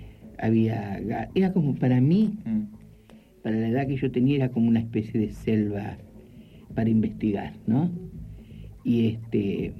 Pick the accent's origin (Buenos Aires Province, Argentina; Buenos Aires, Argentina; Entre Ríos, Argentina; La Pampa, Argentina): Entre Ríos, Argentina; Concepción del Uruguay; En Entre Ríos, en Concepción del Uruguay.